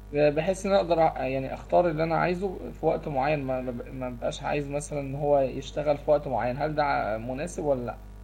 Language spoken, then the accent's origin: Arabic; Egypt; هل المكالمه الجماعيه في شبكات عندنا في مصر بتدعمها وشبكات لا